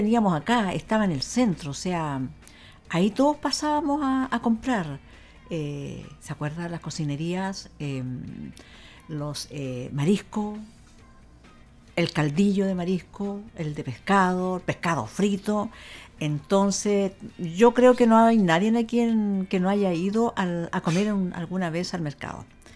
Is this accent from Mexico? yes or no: no; Concepción, Biobío, Chile; todos nosotros que somos de aquí de Concepción